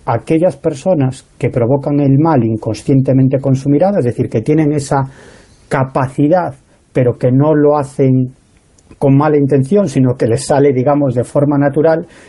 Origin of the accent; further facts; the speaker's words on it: Galicia, Spain; Por ejemplo, sabéis, yo soy gallego, ¿no?